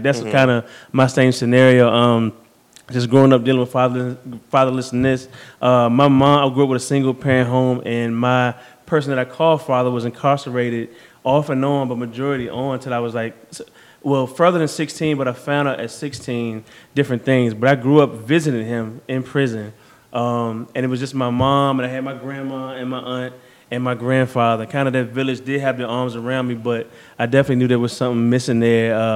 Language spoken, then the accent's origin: English; Virginia, United States; now in Chesterfield, United States; me and you grew up in the same church together, here in Southside. So I was from Southside, but I moved to Chesterfield.